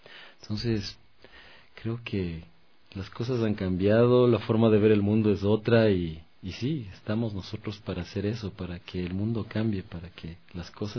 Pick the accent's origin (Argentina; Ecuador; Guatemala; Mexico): Ecuador; nosotros nos identificamos como ecuatorianos